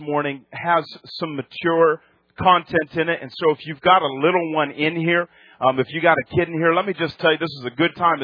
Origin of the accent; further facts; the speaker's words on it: New England, United States; I am from New England. 20 years I lived there. So it's my hometown team